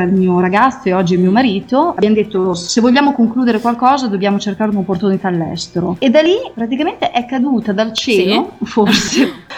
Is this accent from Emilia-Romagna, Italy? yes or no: yes; Cervia, Emilia-Romagna, Italy; moved away as an adult; also born or lived in United Arab Emirates; now in Singapore; Io vivo a Singapore ormai da 4 anni. Sono di Cervia, sono romagnola.